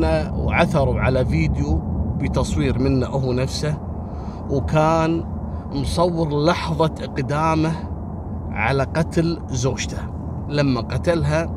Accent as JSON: {"language": "Arabic", "country": "Kuwait", "said": "أما القضية الثالثة اللي حصلت قبل يومين عندنا في الكويت"}